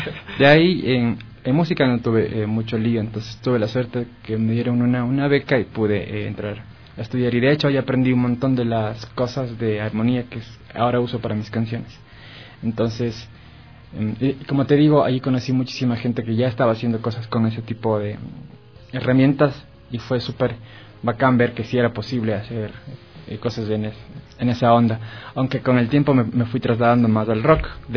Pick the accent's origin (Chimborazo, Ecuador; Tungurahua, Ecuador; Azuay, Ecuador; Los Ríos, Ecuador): Azuay, Ecuador; Cuenca; now in Quito, Ecuador; cuando yo llegué de Cuenca tenía una perspectiva musical totalmente distinta, además cultural, porque Cuenca es una ciudad muy chévere, pero es bien chiquita y no hay todo lo que hay en Quito como capital